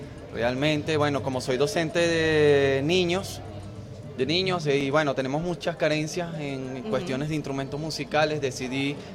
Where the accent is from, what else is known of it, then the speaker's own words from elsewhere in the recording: Venezuela; orgullosamente soy el primer venezolano en hacerlas en aluminio venezolano.